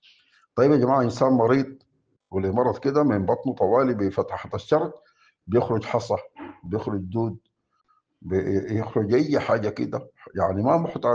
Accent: Sudan; ونحن عندنا في السودان

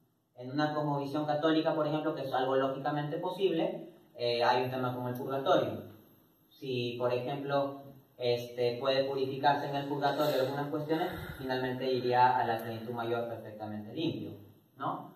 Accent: Peru; born there; yo nací en Perú, yo no elegí nacer en Perú, ¿no? Actúo dentro de ese contexto en que nací en Perú.

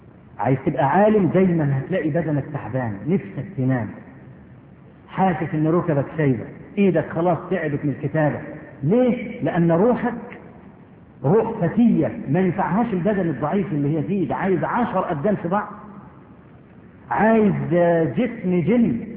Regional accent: Egypt; وانا اذكر مرة في مسجد

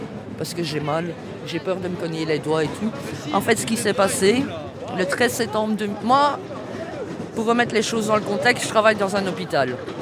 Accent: Belgium; je suis active dans mon pays principalement parce que je suis belge

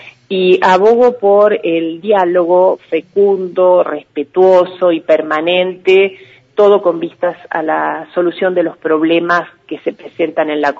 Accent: Carmen de Patagones, Buenos Aires Province, Argentina; born there; now in Viedma, Argentina; Vivo hace 31 años en Viedma, nací en Carmen de Patagones.

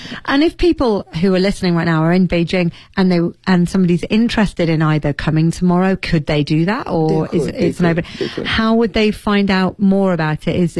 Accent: England, United Kingdom; I'm English, so I think that.

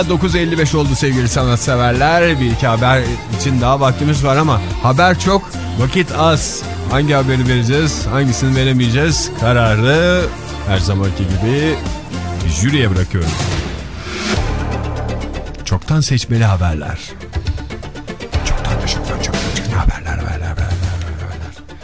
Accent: İzmir, Turkey; now in Ankara, Turkey; Ben İzmirliyim aslında, Ankara'dan katılıyorum

